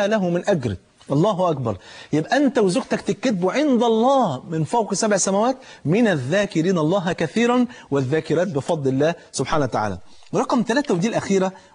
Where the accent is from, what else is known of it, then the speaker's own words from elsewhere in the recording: Egypt; في المثل عندنا في مصر